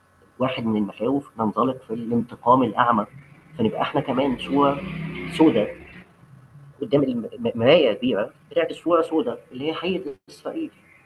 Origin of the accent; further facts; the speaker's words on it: Egypt; وده إحنا عرفنا نعمله كمصريين أو كبلوجرز أو كناشطين عرب